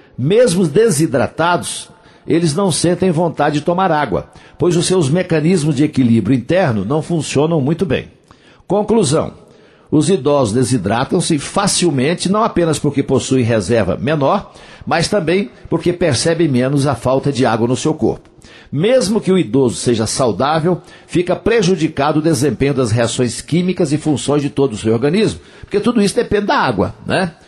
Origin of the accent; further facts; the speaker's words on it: Coromandel, Minas Gerais, Brazil; lá na minha terra, em Coromandel